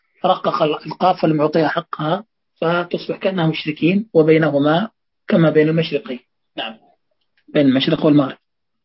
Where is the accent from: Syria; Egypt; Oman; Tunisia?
Syria; يقول هذه اللهجة موجودة عندنا في سوريا